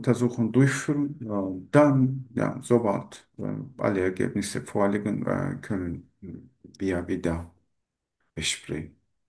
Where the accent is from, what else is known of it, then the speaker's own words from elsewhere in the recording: Turkey; German is a second language; moved away as an adult; now in Germany; Ich komme aus der Türkei